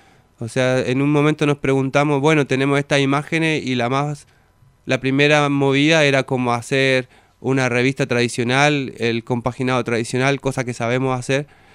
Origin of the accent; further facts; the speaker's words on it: Chile; y yo soy de Chile.